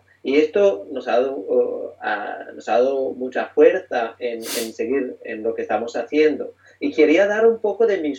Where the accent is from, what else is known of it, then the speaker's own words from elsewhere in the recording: Italy; Spanish is a second language; yo que vengo de un contexto muy diferente, soy italiano